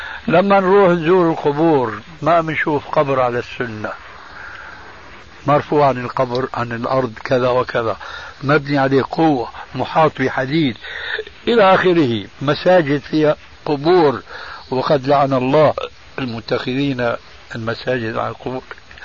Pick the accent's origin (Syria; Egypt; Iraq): Syria; عندنا في سوريا إذا مات ميت في بيت